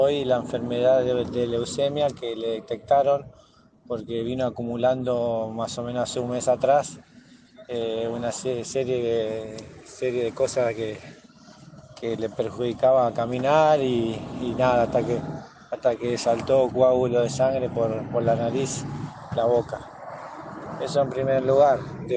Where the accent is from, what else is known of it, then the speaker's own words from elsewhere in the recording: Máximo Paz, Buenos Aires Province, Argentina; nosotros somos de Máximo Paz. … el barrio